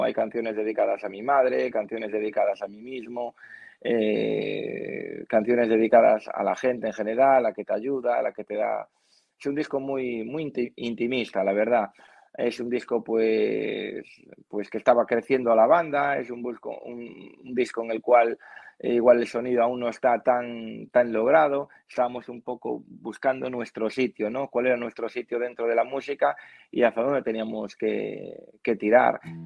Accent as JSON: {"language": "Spanish", "town": "A Coruña", "region": "Galicia", "country": "Spain", "said": "Nosotros somos de Galicia, somos de A Coruña, ¿vale?"}